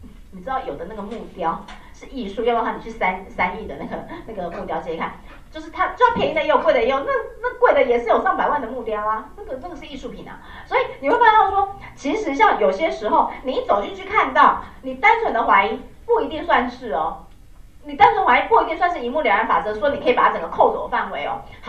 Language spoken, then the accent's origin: Chinese; Taiwan; 你看我们台湾人都真的